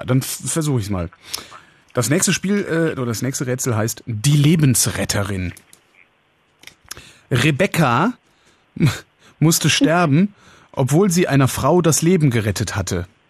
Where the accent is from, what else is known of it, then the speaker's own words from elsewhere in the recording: Berlin, Germany; Habe ich gerade gesagt, 19 aus Berlin.